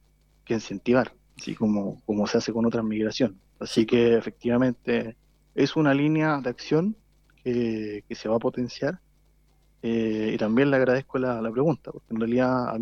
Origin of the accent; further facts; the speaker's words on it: Chile; es un orgullo para nosotros como chilenos, como país